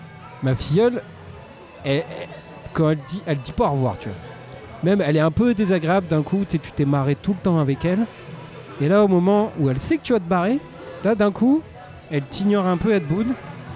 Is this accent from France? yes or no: yes; Hauts-de-France, France; Je suis Picard aussi